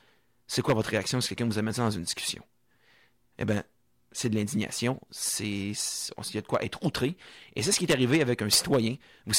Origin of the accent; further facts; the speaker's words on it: Montmagny, Quebec, Canada; je viens de Montmagny, natif de là-bas, et c'est une région qui est fortement touchée par le suicide.